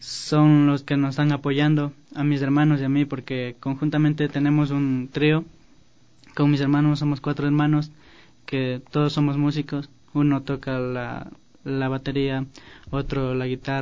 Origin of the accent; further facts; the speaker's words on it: Santa Elena, Ecuador; now in Quito, Ecuador; nos vinimos a vivir acá a la capital para justamente mejorar nuestro arte. Porque, como dije, somos de Santa Elena.